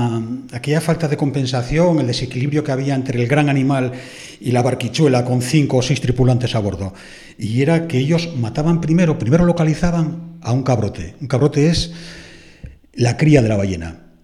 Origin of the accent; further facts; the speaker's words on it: Antromero, Asturias, Spain; Y en el caso de mi pueblo, arrendó a un tal Josef Pérez en el siglo XIV el puerto de Antromero, con sus entradas y salidas.